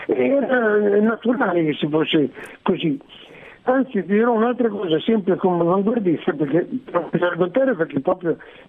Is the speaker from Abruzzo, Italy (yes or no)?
no; Bologna, Emilia-Romagna, Italy; moved away as an adult; also born or lived in Ferrara; now in Florence, Italy; sono stato alcuni anni a Ferrara, poi a Bologna, sono nato a Bologna, poi sì, alcuni anni a Ferrara e poi tornato a Bologna, okay, fino a 24, fino a 20 anni.